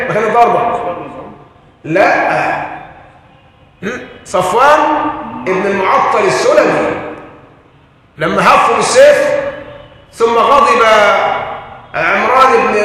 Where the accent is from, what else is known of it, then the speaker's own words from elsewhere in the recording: Egypt; عندنا في مصر القرار مساحة